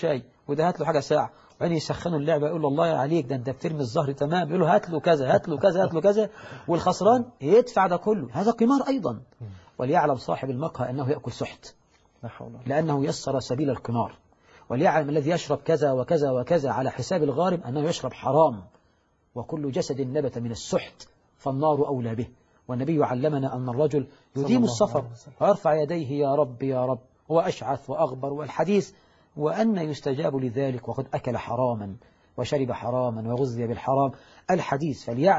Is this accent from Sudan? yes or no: no; Egypt; وهذا يحصل عندنا في مصر